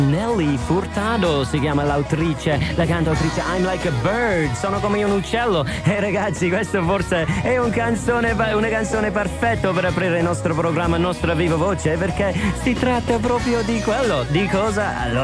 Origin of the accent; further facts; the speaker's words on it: Ireland; Italian is a second language; now in Italy; in Irlanda non ci sta niente del genere, non si vede cose che si vedono in Italia